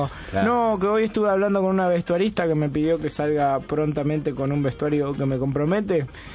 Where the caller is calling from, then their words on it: Trelew, Chubut, Argentina; Sí, hola. De Trelew.